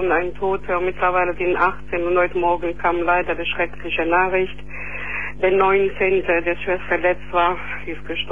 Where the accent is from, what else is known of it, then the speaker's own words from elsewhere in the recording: Matera, Basilicata, Italy; now in Neuss, Germany; Ich komme aus der zweitälteste Stadt Italien, Matera. Das sind gerade 2000 Kilometer von Neuss bis dorthin.